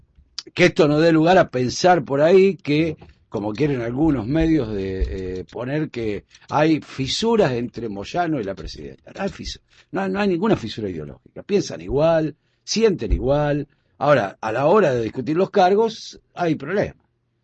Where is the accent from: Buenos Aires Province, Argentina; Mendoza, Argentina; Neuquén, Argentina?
Buenos Aires Province, Argentina; Junín; yo porque soy de Junín, y entonces, bueno, casi todos los fines de semana termino.